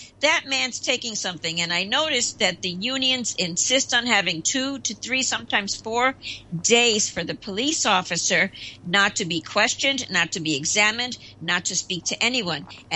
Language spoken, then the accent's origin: English; New York City, New York, United States; We're both from New York City, and we've watched it happen.